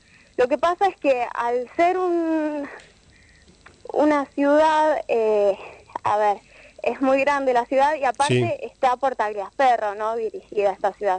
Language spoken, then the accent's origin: Spanish; Marcos Paz, Buenos Aires Province, Argentina; en Marcos Paz, yo soy de ahí, estudio en Morón, pero soy de Marcos Paz.